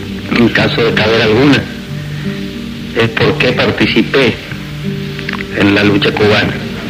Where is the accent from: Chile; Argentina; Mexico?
Argentina; Rosario, Santa Fe; born there; nací en la Argentina.